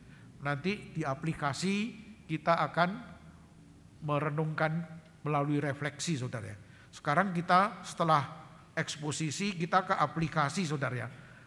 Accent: Yogyakarta, Special Region of Yogyakarta, Indonesia; kalau saya ini orang Jogja, saudara. Orang Jogja enggak kenal grammar superlatif ya

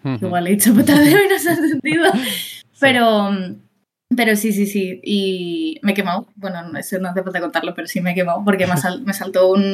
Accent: Sitges, Catalonia, Spain; Y luego me fui a la fiesta mayor de mi pueblo, de Sitges

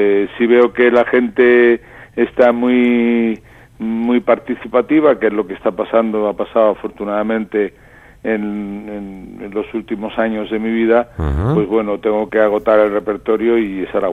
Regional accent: Granada, Andalusia, Spain; moved away; cogí un tren y me fui de Granada a Madrid a grabar discos

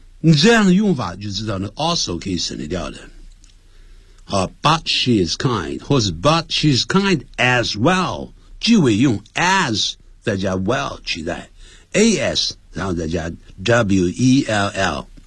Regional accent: Nanjing, Jiangsu, China; 就有点像我们南京人讲怪怪隆地动啊

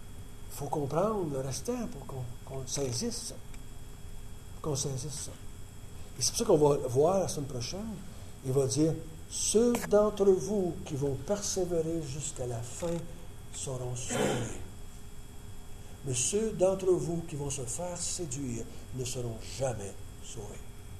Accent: Quebec, Canada; quand je parle en tant que Québécois, j'ai été élevé comme catholique, comme la plupart d'entre vous. Là, 50 ans, quand je suis venu au monde, un peu plus que 50 ans maintenant

